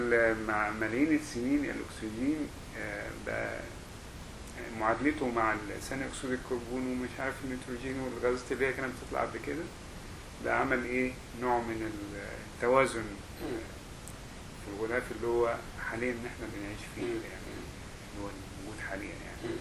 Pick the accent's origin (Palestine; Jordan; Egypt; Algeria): Egypt; moved away as an adult; انا مبسوط ان انا يعني وانا خرجت من مصر في فتره كانت جميله